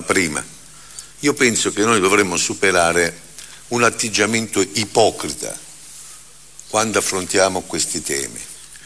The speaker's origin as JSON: {"language": "Italian", "region": "Calabria", "country": "Italy", "said": "Io sono calabrese, come si sente dall'accento"}